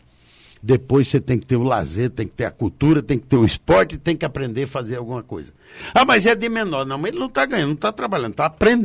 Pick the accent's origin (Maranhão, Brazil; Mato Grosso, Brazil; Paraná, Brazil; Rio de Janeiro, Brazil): Paraná, Brazil; Foz do Iguaçu; minha terrinha querida, Foz do Iguaçu.